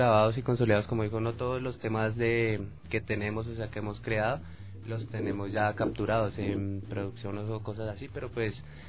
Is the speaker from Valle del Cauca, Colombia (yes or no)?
no; Bogotá, Colombia; nosotros somos de Bogotá, Colombia, y en Bogotá está dividido toda la ciudad por zonas, por localidades.